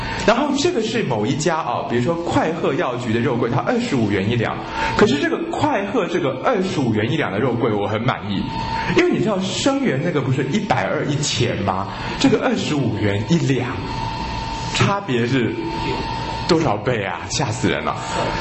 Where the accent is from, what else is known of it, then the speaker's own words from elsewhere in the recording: China; 我们中国人也称之为官桂